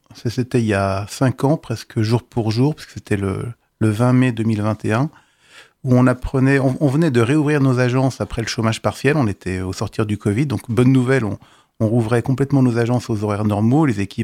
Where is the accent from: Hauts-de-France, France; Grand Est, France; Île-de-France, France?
Grand Est, France; Neufchâteau; Moi, je suis de Neufchâteau dans les Vosges.